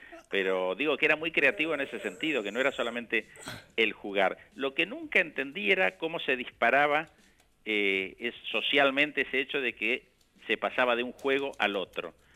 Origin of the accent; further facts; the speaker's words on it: Bahía Blanca, Buenos Aires Province, Argentina; de chico viví en Bahía Blanca, viví en provincia de Buenos Aires, mis padres se mudaron un par de veces.